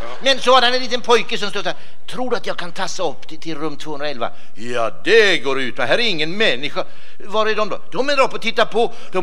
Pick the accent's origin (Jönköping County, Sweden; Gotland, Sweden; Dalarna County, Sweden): Jönköping County, Sweden; Jönköping; Ja, jag är från Småland. Jag är född i Jönköping egentligen från början.